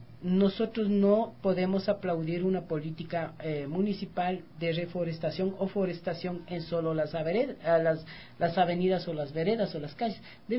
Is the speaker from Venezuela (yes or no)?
no; Quito, Pichincha, Ecuador; Entonces acá tiene de San Blas, allá tiene el Tejar, acá tiene del América. Ajá. Soy de la Vicentina.